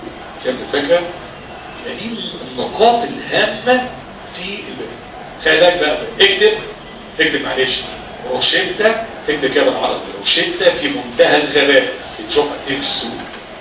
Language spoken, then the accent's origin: Arabic; Egypt; ده احنا عندنا في مصر دي مليانه مرضى كبد